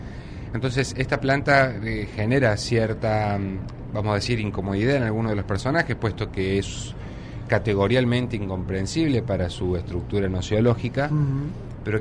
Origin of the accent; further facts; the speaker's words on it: Córdoba, Argentina; yo vengo de Córdoba, yo estudié letras.